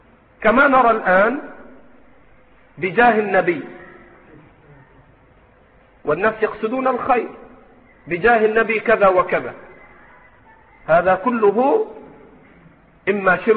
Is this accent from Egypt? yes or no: yes; Egypt; عندنا في مصر ألفاظ، يعني مثلا تقول أنت ربنا بركتنا وانت